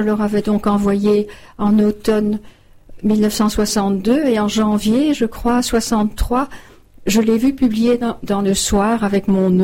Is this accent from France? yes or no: no; Arlon, Wallonia, Belgium; also born or lived in Brussels; à 12 ans, nous habitions alors à Arlon. Je suis née à Bruxelles, mais nous avons déménagé pendant 8 ans à Arlon.